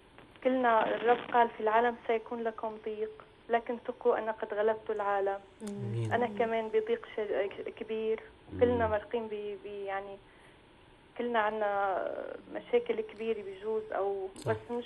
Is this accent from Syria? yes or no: yes; Syria; now in Lebanon; طبعا أنا من سوريا كمان.